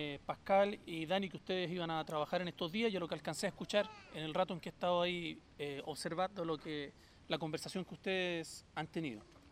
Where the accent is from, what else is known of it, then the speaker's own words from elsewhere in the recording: Chile; soy chileno